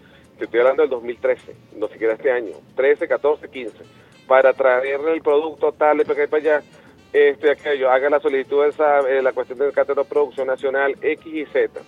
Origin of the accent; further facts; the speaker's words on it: Venezuela; se lo digo como venezolano, como chavista